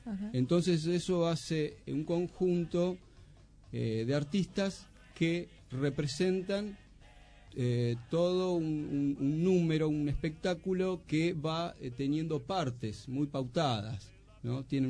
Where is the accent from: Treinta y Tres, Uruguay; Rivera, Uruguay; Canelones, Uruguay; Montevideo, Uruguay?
Montevideo, Uruguay; now in Argentina; De Lezica, sí. O sea, de chico vivía en Lezica.